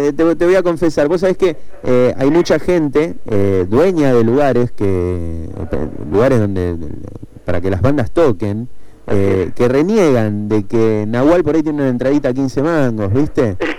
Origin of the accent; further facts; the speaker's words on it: San Justo, Buenos Aires Province, Argentina; Yo soy de San Justo, de Ramos Mejía, Edo.